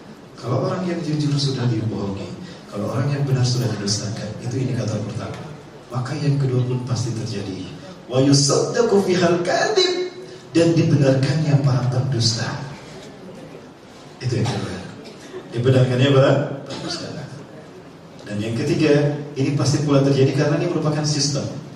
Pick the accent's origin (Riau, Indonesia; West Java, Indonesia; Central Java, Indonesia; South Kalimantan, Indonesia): West Java, Indonesia; Bandung; saya asli dari Bandung. Cuma ada dari Sumatera juga. Ibu saya dari Bandung. Ayah saya keturunan Padang, Sungai Pua, Bukit Tinggi.